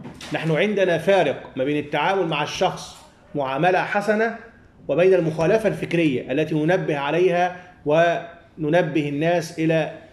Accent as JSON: {"language": "Arabic", "country": "Egypt", "said": "قبل 2011 عندنا في مصر الشعب العادي عمومه ما كان يعرف"}